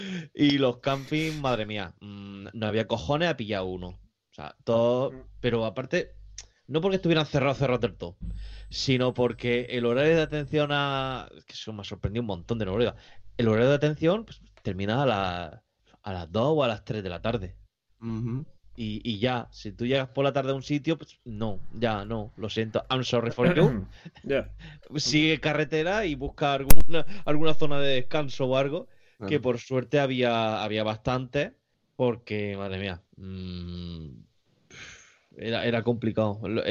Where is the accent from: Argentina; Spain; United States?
Spain; Murcia, Region of Murcia; como soy de Murcia y aquí nunca yo nieva